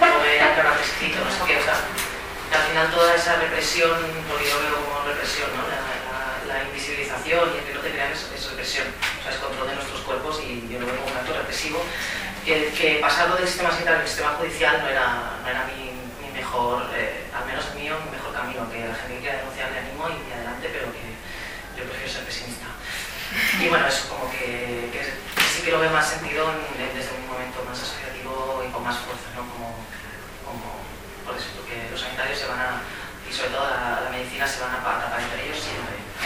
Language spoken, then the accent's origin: Spanish; Barcelona, Catalonia, Spain; Soy de Barcelona, estábamos en un ambiente de recortes sanitarios